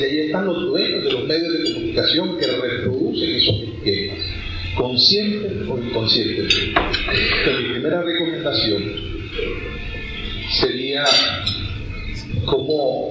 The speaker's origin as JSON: {"language": "Spanish", "country": "Nicaragua", "said": "somos nicaragüenses porque comemos la catamar"}